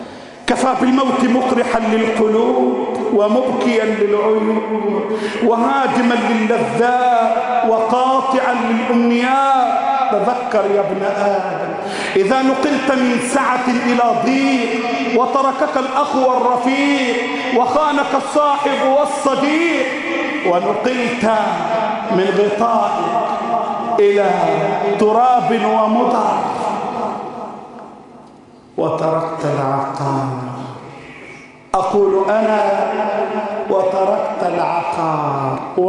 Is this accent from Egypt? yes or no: yes; Egypt; اللهم احفظ بلدنا مصر، اللهم احفظ بلدنا مصر